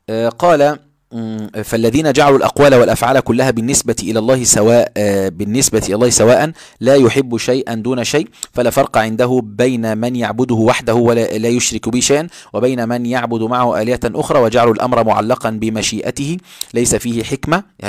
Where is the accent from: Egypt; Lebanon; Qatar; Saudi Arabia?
Egypt; وهذا موجود عندنا في مصر على فكرة